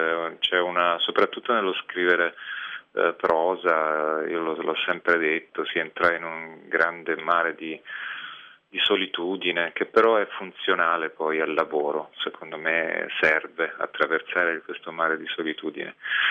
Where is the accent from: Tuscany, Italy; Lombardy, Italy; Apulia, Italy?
Tuscany, Italy; Montepulciano; sono nato a Montepulciano e ho vissuto in una frazione di Montepulciano che si chiama Badia di Montepulciano ed è stata un'infanzia felice, abitavo in questo piccolo paese